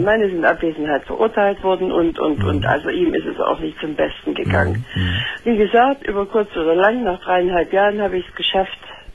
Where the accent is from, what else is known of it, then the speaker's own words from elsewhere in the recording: Saxony, Germany; accent: Saxon; moved away; Das ist an meinem Akzent. Ja, ich komme aus Sachsen.